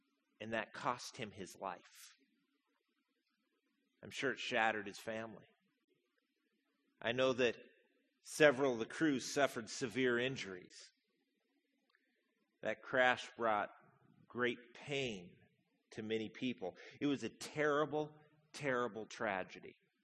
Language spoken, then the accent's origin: English; Spokane, Washington, United States; I grew up here in Spokane